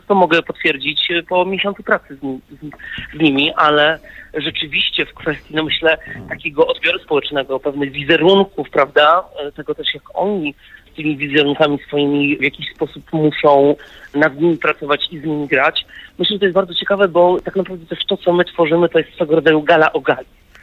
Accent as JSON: {"language": "Polish", "town": "Wrocław", "region": "Lower Silesian Voivodeship", "country": "Poland", "said": "Ja sam jestem wrocławianinem"}